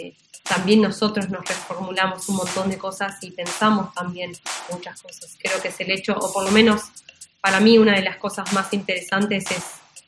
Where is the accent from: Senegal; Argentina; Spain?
Argentina; Berazategui, Buenos Aires Province; Yo soy de Berazategui